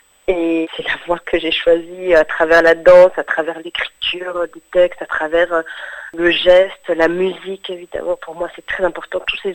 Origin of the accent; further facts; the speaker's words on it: Rwanda; cette cicatrice qui fait partie de notre histoire en tant que Rwandais